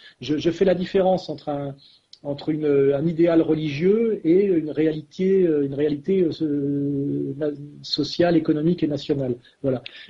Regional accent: France; Mais il se trouve que moi, je suis français

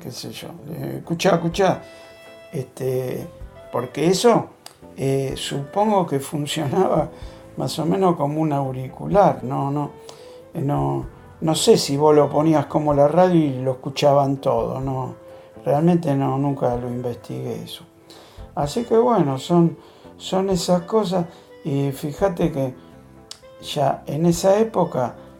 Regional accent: Gerli, Buenos Aires Province, Argentina; Si pregunta si dice que es Herley, ya sabe que soy de Herley.

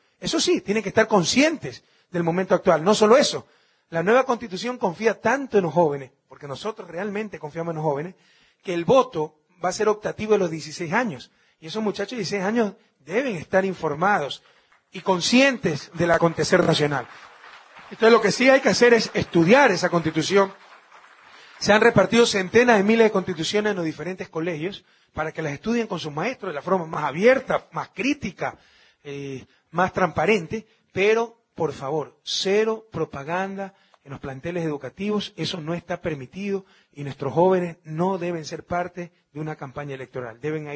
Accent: Guayaquil, Guayas, Ecuador; born there; Orgullo de mi ciudad natal, Guayaquil, y de todo el Ecuador.

